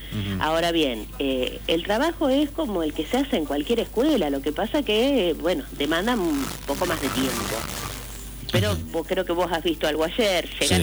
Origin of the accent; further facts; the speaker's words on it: Buenos Aires, Argentina; now in Olavarría, Argentina; Porque como porteña reconozco que todo el centro está en Buenos Aires.